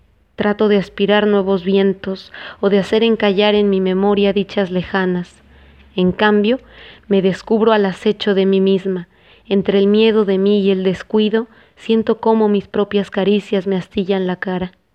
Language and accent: Spanish; Mexico City, Mexico; vengo del Distrito Federal, que ahora conocen como Ciudad de México. Me crié en una colonia muy chiquita, muy breve, que llaman El Rodeo.